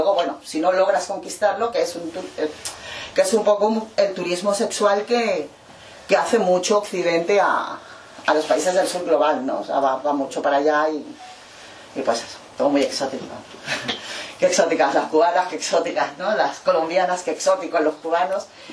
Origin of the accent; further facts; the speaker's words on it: Mexico; now in Spain; para poder cruzar la frontera europea como mexicana, yo tengo que tener 30.000 euros en el banco